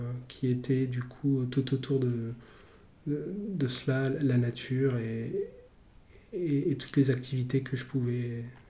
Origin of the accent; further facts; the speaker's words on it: Douai, Hauts-de-France, France; also born or lived in Amiens; Je suis né en Nord-Pas-de-Calais, Picardie, et plus précisément à Douai. Donc j'ai bien connu toute cette nature que j'adorais dans le nord.